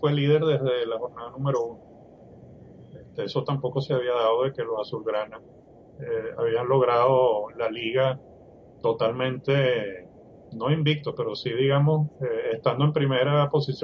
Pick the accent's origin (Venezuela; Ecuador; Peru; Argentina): Venezuela; tanto Iván como yo somos venezolanos